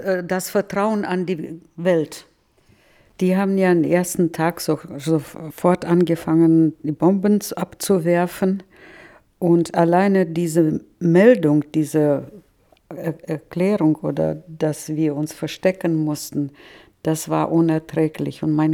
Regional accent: Novotroitsk, Orenburg Oblast, Russia; Und ich komme aus Nowotrojsk, das sind nur 20 Kilometer Differenz.

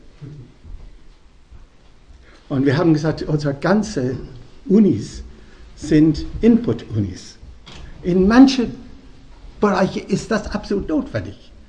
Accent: Dublin, Leinster, Ireland; German is a second language; moved away as an adult; also born or lived in London; now in Germany; 1958 das erste Mal nach Deutschland gekommen, weil das Studium offen war. Ich hatte gerade die reglementierte Studium erlebt in Dublin, in Irland, wo ich herstamme. Ich bin dann nach London zuerst gegangen

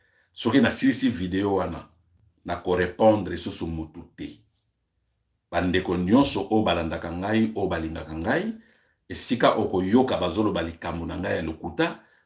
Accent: DR Congo; je suis congolais, j'ai le droit de parler.

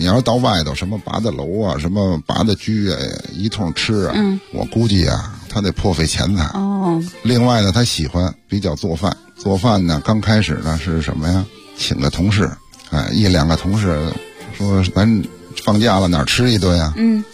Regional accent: Beijing, China; 说这个咱们北京人做出来的这些正能量，这能辐射到祖国各地。

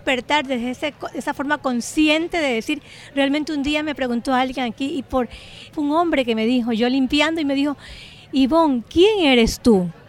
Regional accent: Ecuador; moved away as an adult; now in Spain; yo también soy ecuatoriana, soy mujer migrante. Llegué hace 22 años aquí a España con dos carreras acabadas

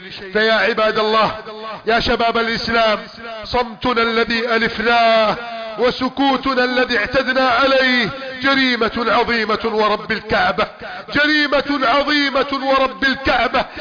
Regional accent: Egypt; اللهم احفظ بلدنا مصر من كيد الكائدين وحقد الحاقدين وتدبير المفسدين.

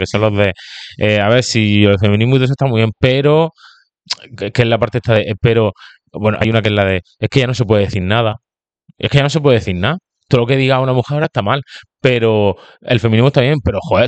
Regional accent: Spain; los de izquierda también somos españoles, ¿de dónde soy yo? ¿De Italia?

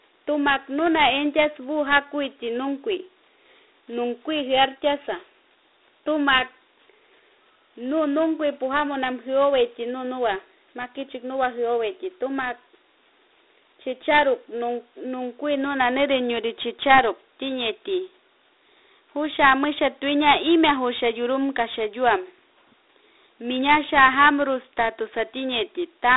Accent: Cucuasa, Amazonas, Peru; Soy comunidad nativa de Cucuasa y soy de la escuela de los líderes y lideresas del pueblo Huampisi y Abajún en el sector Río Santiago.

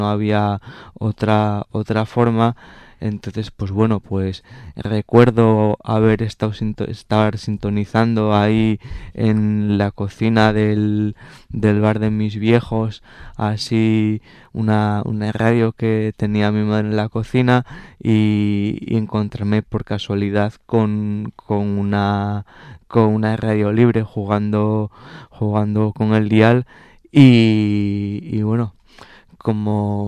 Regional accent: Asturias, Spain; el sitio donde crecí, ¿no?, sino también ahí está mi familia, pues un montón de amigos y bueno, y mi tierra

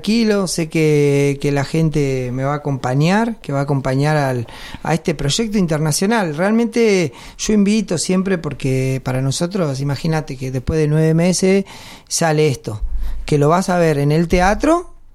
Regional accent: Argentina; como somos los argentinos, siempre salté todo eso.

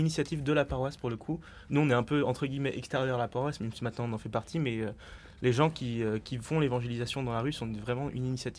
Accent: Paris, Île-de-France, France; Moi, je viens de Paris.

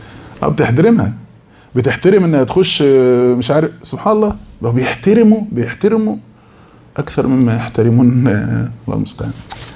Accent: Beni Suef Governorate, Egypt; فطبعا احنا من بني سويف اقاليم

